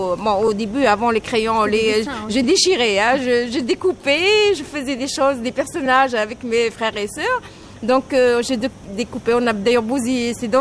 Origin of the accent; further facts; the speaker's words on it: Algiers, Algiers Province, Algeria; also born or lived in N'Gaous; j'ai vraiment grandi à Alger. Mes parents habitaient avant ma naissance à Alger. Donc, si je suis née à Ngaos, c'est parce que mes parents, ils sont d'origine là-bas.